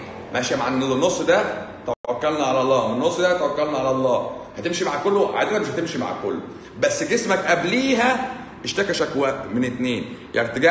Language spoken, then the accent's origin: Arabic; Egypt; من عندنا في مصر